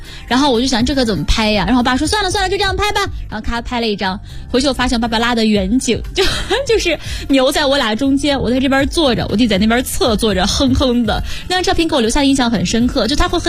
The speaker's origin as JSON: {"language": "Chinese", "region": "Shandong", "country": "China", "said": "就在山东省内，我是山东人嘛"}